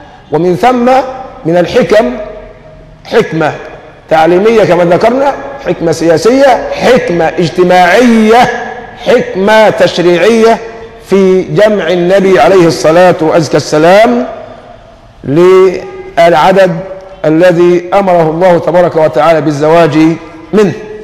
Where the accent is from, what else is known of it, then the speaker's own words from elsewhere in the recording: Egypt; هو نحن اليوم ايه اللي يحوجنا كمصريين حتى نصبح أمة واحدة كما كنا من قبل؟